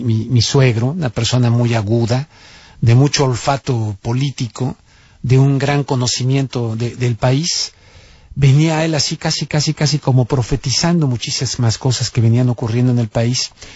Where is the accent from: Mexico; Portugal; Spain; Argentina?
Mexico; porque soy mexicano y he vivido allá y tengo familia